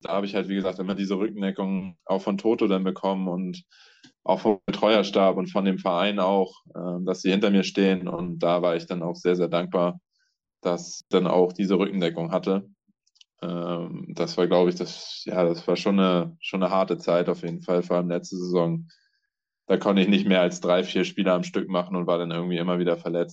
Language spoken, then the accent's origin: German; Buxtehude, Lower Saxony, Germany; Ich komme ja ursprünglich aus Buxtehude. Das ist 30, 40 Kilometer weg von hier. Das heißt, ich bin auch nah an zu Hause.